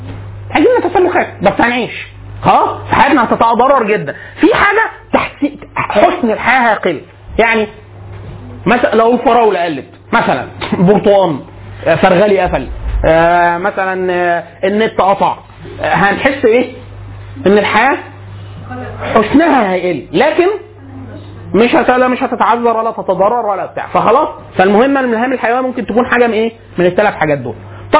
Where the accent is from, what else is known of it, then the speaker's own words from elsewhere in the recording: Egypt; حالة من البذخ عندنا في مصر معانا فلوس كتير جدا